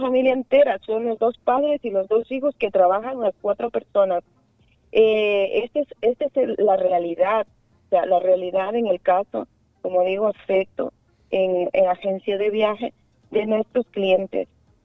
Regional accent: Ecuador; los que mantenemos al país somos los ecuatorianos fuera.

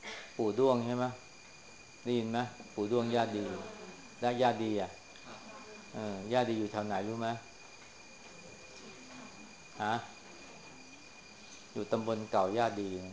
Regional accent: Chaiyaphum, Thailand; เราเป็นคนชัยภูมินี่ก็ต้องรู้จักท้องถิ่นของเรา

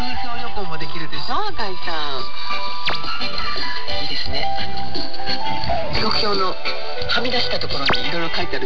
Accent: Ozu, Ehime, Japan; 私のふるさと愛媛県大洲市もの山の中も通るんですけど

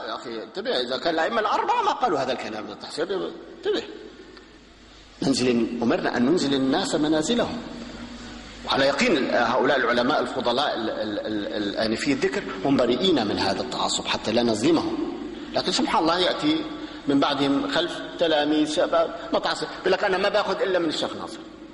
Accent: Damascus, Damascus Governorate, Syria; عندنا في دمشق في أربع محارب تقام، أربع جماعات

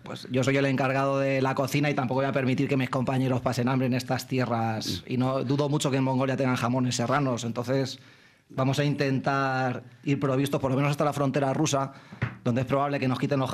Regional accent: Quintanar del Rey, Castilla-La Mancha, Spain; somos todos manchegos de Albacete y de Cuenca, concretamente de Quintanar del Rey

